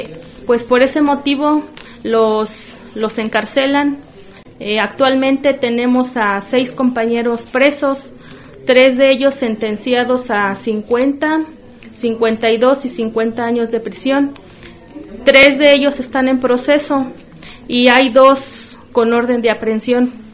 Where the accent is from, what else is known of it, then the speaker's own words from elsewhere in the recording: San Pedro Tlanisco, State of Mexico, Mexico; Nosotros venimos del Estado de México, del pueblo indígena de San Pedro Tlanisco, municipio de Tenango del Valle.